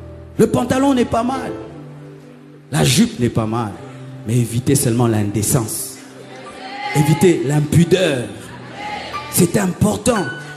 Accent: Kinshasa, DR Congo; Chez nous à Kinshasa, il y a un aliment qu'on appelle chikwang.

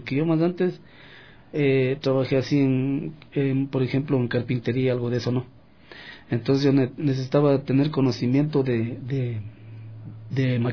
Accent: Quito, Pichincha, Ecuador; also born or lived in Carchi; Yo me crié aquí en Quito mismo.

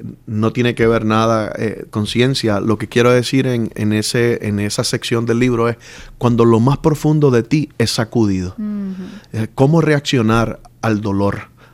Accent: Puerto Rico; Bueno, como usted dijo, soy puertorriqueño. Nací en el 73

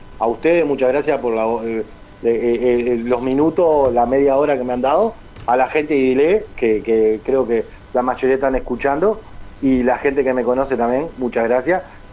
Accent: Montevideo, Uruguay; yo me crié en Malvin Norte. Malvin Norte y raíz entre Malvin Norte y la Cruz de Carrasco.

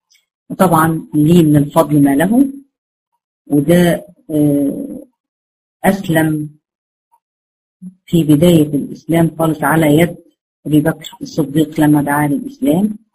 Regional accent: Egypt; accent: Egyptian; زي مثلا يعني انا مثلا لهجتي مصرية

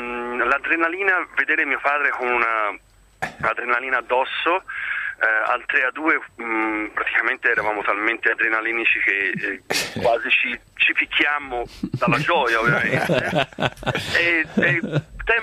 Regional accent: Florence, Tuscany, Italy; Devo dire che io sono fiorentino, per cui siamo toscani tutti e due.

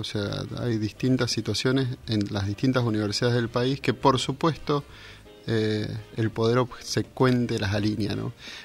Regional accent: Mendoza, Argentina; now in Bahía Blanca, Argentina; Bueno, soy mendocino, ¿no? Hace un año que estoy acá en Bahía Blanca y en la Universidad Nacional

